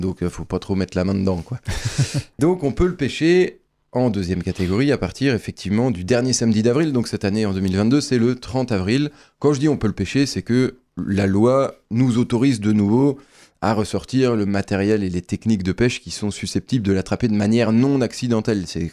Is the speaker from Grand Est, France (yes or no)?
yes; Grand Est, France; chez nous en Meurthe-et-Moselle.